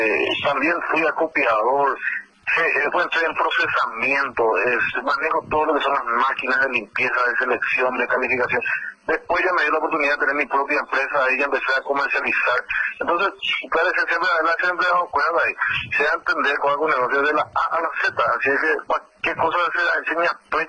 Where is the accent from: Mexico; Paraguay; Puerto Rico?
Paraguay; eso hay que valorarse como paraguayo